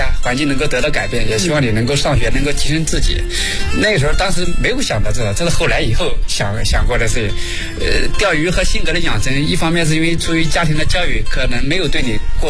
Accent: Henan, China; 小的时候家里在大山里嘛，因为我老家是河南的嘛、

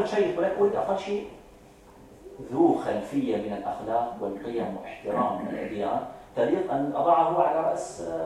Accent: Syria; مثل عندنا في سوريا، المذهب الحنفي هو الحق،

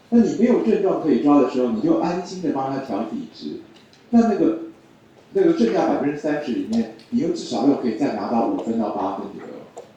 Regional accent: Taiwan; 就我们台湾人理解事情的角度

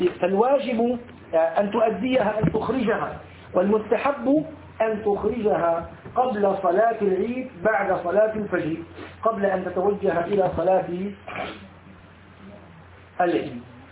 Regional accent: Syria; أما عندنا في سوريا غفر الله للجميع يقولون الله أكبر الله

